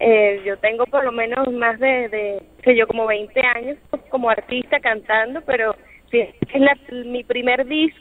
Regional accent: Venezuela; me identifico con lo que soy yo como venezolana

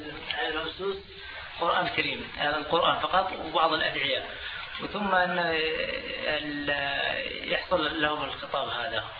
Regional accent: Yemen; وهي ظاهرة انتشرت كثيرا عندنا في اليمن

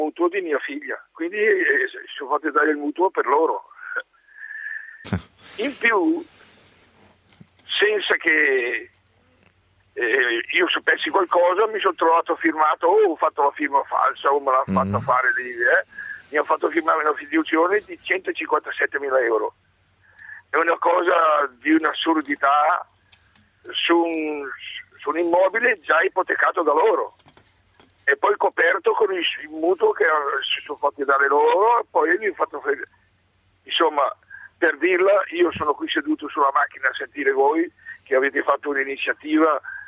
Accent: Caravaggio, Lombardy, Italy; di Caravaggio, sono vice sindaco e sindaco qui al mio paese

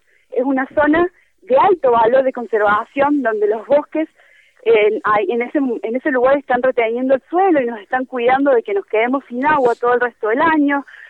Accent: Córdoba, Argentina; yo particularmente soy de Córdoba Capital

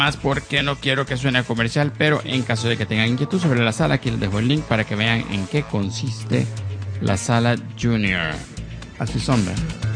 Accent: Argentina; Que es más o menos un sueldo medio en mi país. Acá no, $900 es un sueldo bueno.

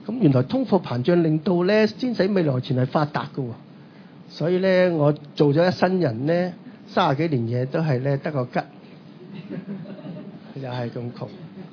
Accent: China; 我哋中國人唔消費嘅，因為我哋咧積壓住150年嘅積弱啊，好怕冇錢

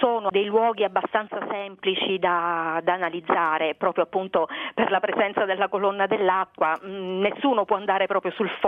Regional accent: Catania, Sicily, Italy; born there; sono nata a Catania e quindi il mare ce l'ho sempre avuto davanti.

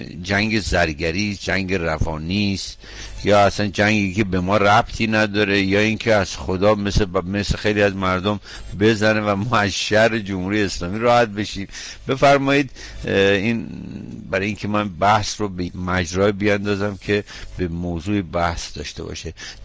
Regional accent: Iran; ما به عنوان یه ایرانی، یک شهروند ایرانی

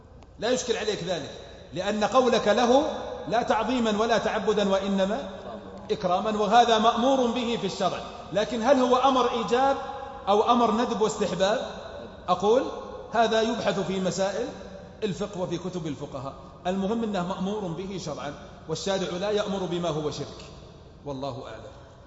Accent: south, Saudi Arabia; accent: southern; هذه لهجتنا اهل الجنوب

